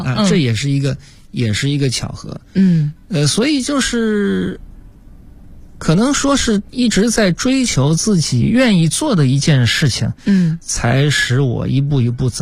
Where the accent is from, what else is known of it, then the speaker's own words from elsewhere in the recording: Hangzhou, Zhejiang, China; 那么因为我是杭州人，这点比较好，那么我就在本地